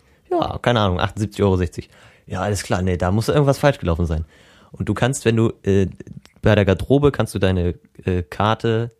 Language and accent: German; Northern Germany, Germany; Wir bauen stabil, wir sind Norddeutsche.